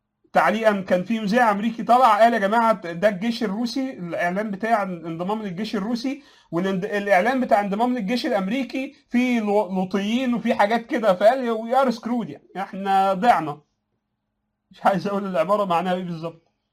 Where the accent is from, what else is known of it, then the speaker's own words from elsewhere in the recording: Egypt; يعني ما احنا عندنا في مصر تقريبا روسيا واوكرانيا